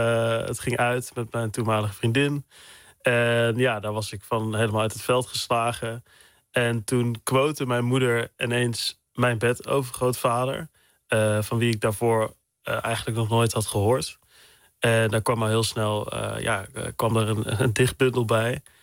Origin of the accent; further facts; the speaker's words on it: Loon op Zand, North Brabant, Netherlands; Dus ja, wat kinderen in Loon op Zand kregen. Het dorp naast Zwankapelle waar ik vandaan kwam.